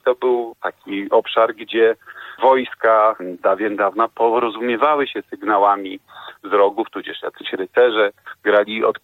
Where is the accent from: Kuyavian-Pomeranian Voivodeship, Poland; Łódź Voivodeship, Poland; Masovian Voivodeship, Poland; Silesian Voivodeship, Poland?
Łódź Voivodeship, Poland; Łódź; born there; Ja urodziłem się w Łodzi